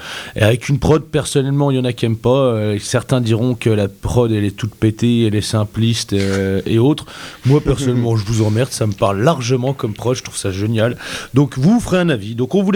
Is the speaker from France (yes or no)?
yes; France; On est français, hein